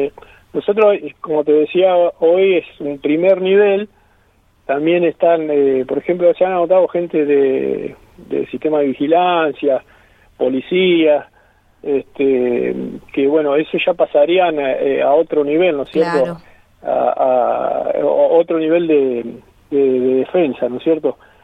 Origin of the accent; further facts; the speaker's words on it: Buenos Aires, Argentina; Yo soy de Buenos Aires, en Buenos Aires.